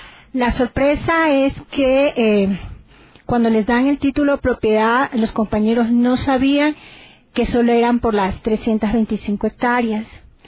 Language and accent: Spanish; Durán, Guayas, Ecuador; Yo explícitamente vengo de Durán, que está cerca a Guayaquil.